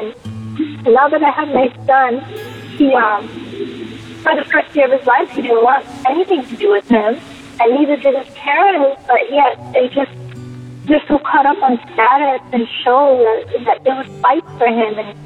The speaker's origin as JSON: {"language": "English", "country": "Jamaica", "said": "and I'm actually from Jamaica."}